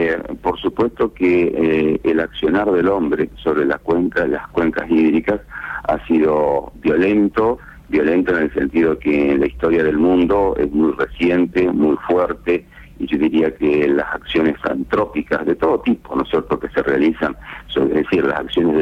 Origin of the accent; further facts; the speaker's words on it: Argentina; pero como argentinos, con una visión más amplia